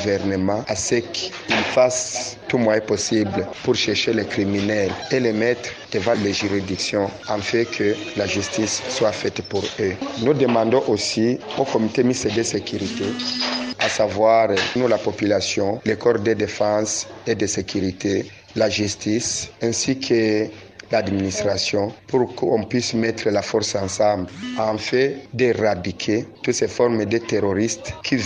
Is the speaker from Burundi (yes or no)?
yes; Burundi; Moi, en tant que Burundais, vraiment, je suis très, très choqué